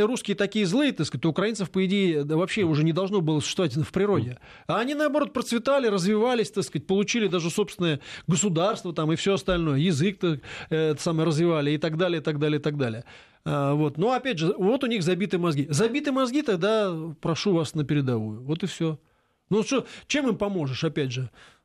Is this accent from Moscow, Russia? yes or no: yes; Moscow, Russia; Я очень люблю Москву, потому что я коренной москвич.